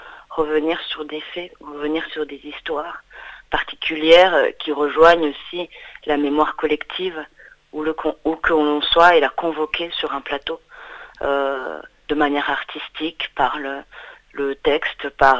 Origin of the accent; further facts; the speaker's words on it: Rwanda; moved away; also born or lived in England; Moi, je suis partie du Rwanda à l'été 94.